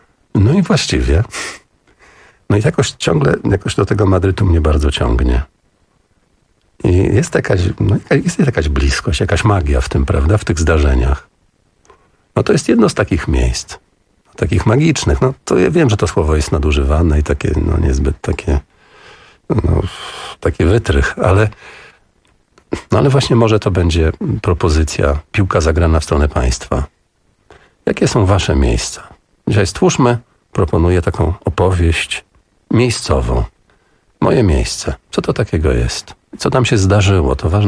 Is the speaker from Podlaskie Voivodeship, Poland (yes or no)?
yes; Augustów, Podlaskie Voivodeship, Poland; Jestem chłopak z Augustowa.